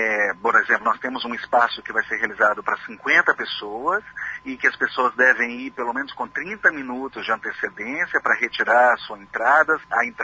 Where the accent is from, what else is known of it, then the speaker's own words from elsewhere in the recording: Belo Horizonte, Minas Gerais, Brazil; E eu sou de Belo Horizonte e participei por 3 anos seguidos.